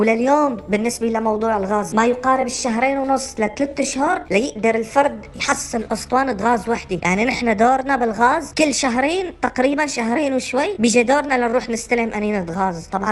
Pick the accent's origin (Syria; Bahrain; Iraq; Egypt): Syria; أنا كمواطن سوري وكالشيء اللي شفته